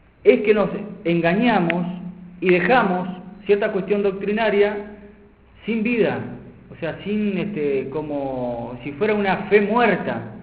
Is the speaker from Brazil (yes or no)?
no; Paraná, Entre Ríos, Argentina; moved away as an adult; also born or lived in Buenos Aires; yo soy de Paraná y cuando fui a estudiar a Buenos Aires